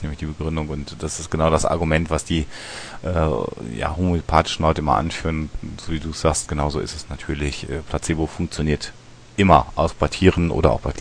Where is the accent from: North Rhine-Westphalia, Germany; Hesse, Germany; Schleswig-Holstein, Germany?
North Rhine-Westphalia, Germany; wir kommen aus dem Münsterland, wo ja jeder dritte Mensch ein Pferd hat